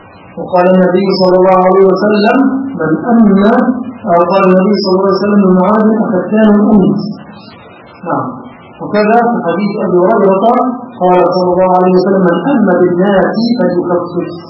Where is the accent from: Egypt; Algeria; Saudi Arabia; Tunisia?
Egypt; هذا مشهور عندنا في مصر